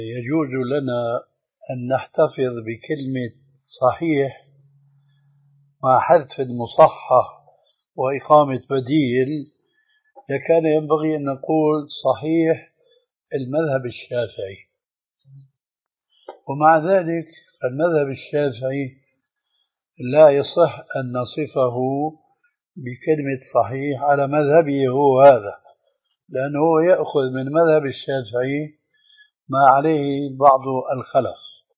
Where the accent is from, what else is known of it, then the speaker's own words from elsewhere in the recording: Syria; والله هذا يعني في عبارة عندنا في سوريا تقال نجبله